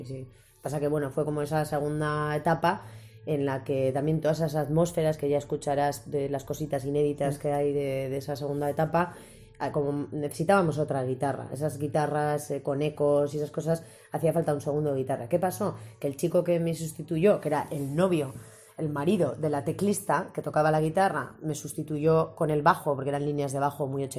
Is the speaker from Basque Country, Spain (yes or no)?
yes; Getxo, Basque Country, Spain; Claro, yo también soy de Guecho.